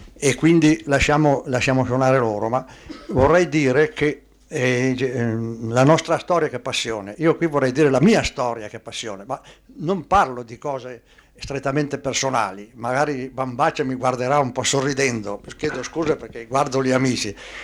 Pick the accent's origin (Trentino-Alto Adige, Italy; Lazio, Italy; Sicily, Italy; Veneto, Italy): Trentino-Alto Adige, Italy; Riva del Garda; also born or lived in Bolzano; a Riva del Garda, il mio paese, hanno istituito una sezione di conservatorio